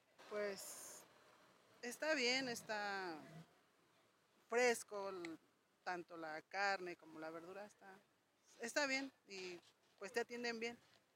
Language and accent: Spanish; Tlaxcalancingo, Puebla, Mexico; vengo del pueblo de Tlaxcalancingo.